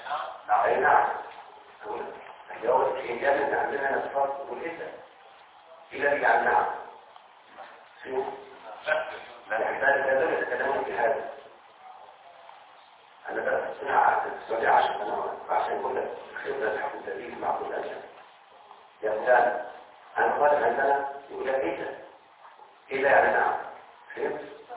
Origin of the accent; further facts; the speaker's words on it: Egypt; احنا على فكرة كمصريين نتكلم بهذه اللهجة او اللغة